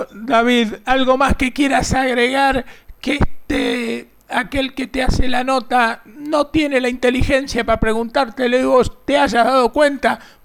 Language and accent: Spanish; Buenos Aires, Argentina; now in San Juan, Argentina; yo soy de Ciudad de Buenos Aires, aunque hace 800.000 años que vivo acá en San Juan. Soy de familia también sanjuanina, pero yo nací en Ortúzar.